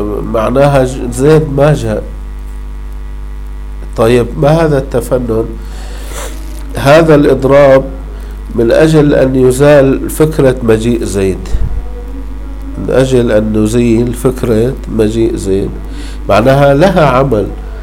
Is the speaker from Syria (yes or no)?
yes; Syria; عندنا في الشام حديث الحمامات